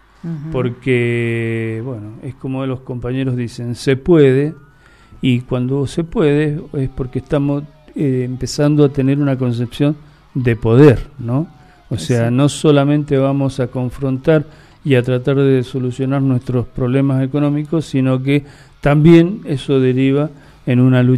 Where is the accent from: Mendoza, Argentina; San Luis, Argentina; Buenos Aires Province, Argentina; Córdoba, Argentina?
Mendoza, Argentina; nosotros como mendocinos quedamos medio